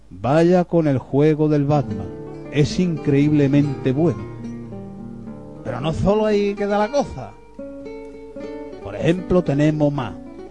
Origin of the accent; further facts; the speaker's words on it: Andalusia, Spain; Ya sabéis que nosotros somos andaluces de Kai.